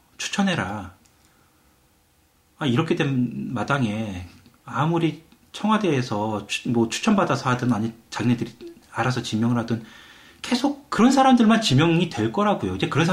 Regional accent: South Korea; now in United Kingdom; 떳떳하게 한국에서 왔다 얘기 지금까지는 잘했는데

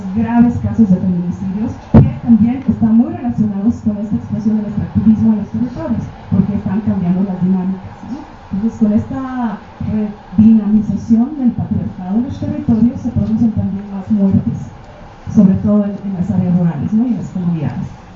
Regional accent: Cochabamba, Bolivia; yo soy de Cochabamba, de una ciudad, ¿no? La ciudad de la Guerra del Agua.

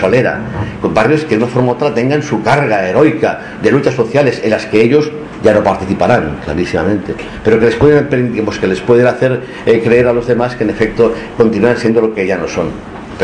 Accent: Barcelona, Catalonia, Spain; no es únicamente mi barrio, el barrio en el que nací. Yo era Tostafrancs, aunque es discutible

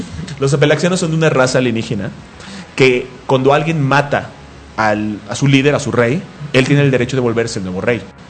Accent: Mexico; como somos mexicanos, siempre nos colamos a la fila.

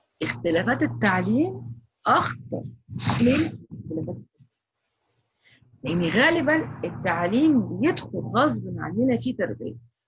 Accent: Egypt; وعندنا في مدارس دلوقتي بتعمل هالوين في المنصورة، عندنا في مصر

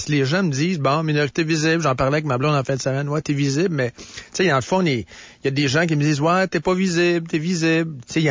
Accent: Shawinigan, Quebec, Canada; Ben moi, je viens de la Mauricie, moi. Je viens de Shawinigan.

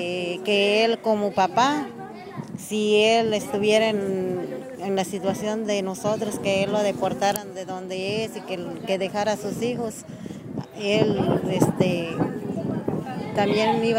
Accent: Guerrero, Mexico; Yo soy de Tierra Caliente.

